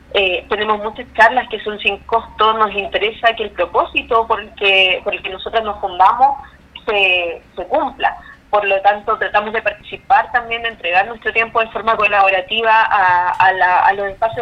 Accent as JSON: {"language": "Spanish", "town": "Concepción", "region": "Biobío", "country": "Chile", "said": "yo soy de Concepción, de la ciudad de Concepción, nosotros estamos instaladas acá"}